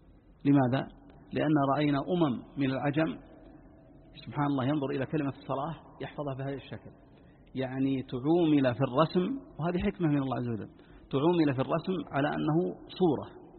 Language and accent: Arabic; Najd, Saudi Arabia; عندنا في نجد القاف ينطقونها قاء